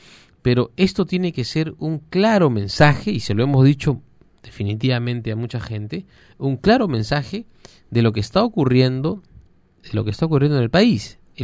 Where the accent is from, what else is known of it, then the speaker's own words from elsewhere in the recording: Tacna, Peru; Usted que es de provincia, pues, yo por ejemplo que soy de Tacna